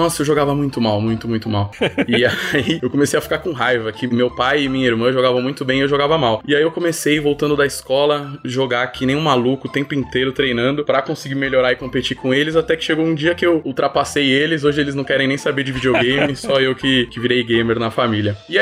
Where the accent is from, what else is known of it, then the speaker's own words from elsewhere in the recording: São Paulo, Brazil; Sou de São Paulo, moro aqui.